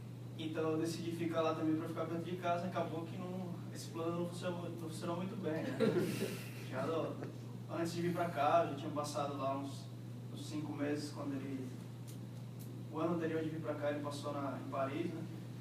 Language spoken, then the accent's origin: Portuguese; Fortaleza, Ceará, Brazil; Eu sou de Fortaleza, passei 2 anos na UFC